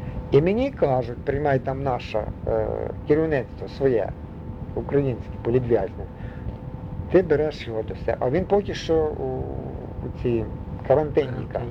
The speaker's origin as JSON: {"language": "Ukrainian", "town": "Ivano-Frankivsk", "region": "Ivano-Frankivsk Oblast", "country": "Ukraine", "said": "Тут на набережні в Станіславі жили. Він з Івано-Франківська, я з Івано-Франківська"}